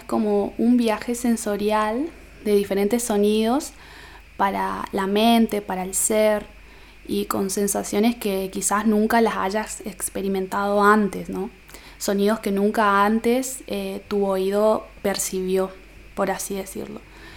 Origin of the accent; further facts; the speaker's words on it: Formosa, Argentina; Tengo 24 años y soy de Formosa Capital.